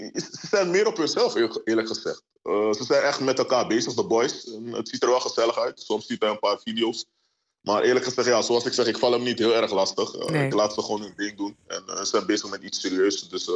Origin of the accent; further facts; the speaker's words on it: Netherlands; born there; also born or lived in Romania; Ik ben geboren in Nederland.